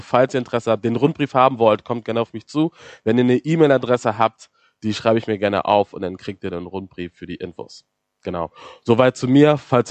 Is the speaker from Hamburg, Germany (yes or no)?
yes; Hamburg, Germany; Also ich bin aus Hamburg, dort groß geworden, geboren auch